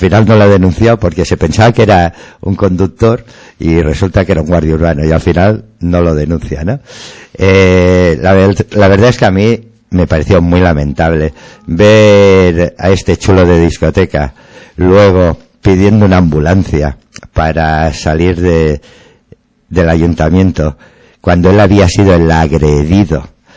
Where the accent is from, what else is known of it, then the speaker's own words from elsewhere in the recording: Catalonia, Spain; de barrio somos tú y yo somos del Besós, nos hemos criado con amigos de la mina